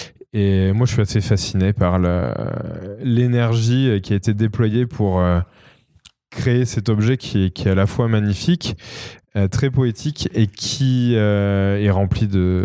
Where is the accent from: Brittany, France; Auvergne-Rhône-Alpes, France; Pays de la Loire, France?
Auvergne-Rhône-Alpes, France; Pont-du-Château; born there; la ville dans laquelle je suis né, qui est Pont-du-Château à côté de Clermont-Ferrand. Alors voilà, moi je suis né à Pont-du-Château